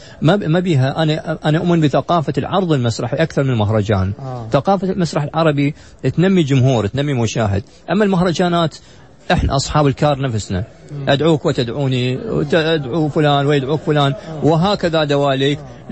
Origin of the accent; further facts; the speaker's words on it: Iraq; ما شفته في رمضان عندنا بالعراق